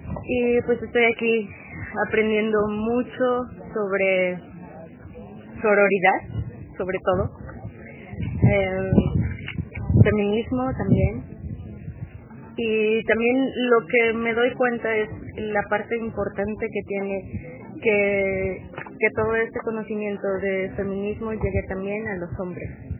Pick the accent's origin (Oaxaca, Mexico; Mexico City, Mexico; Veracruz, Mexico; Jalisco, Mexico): Oaxaca, Mexico; soy de Oaxaca, México, y vine en representación de la sociedad, de una parte de la población de oaxaqueños que vive en Estados Unidos.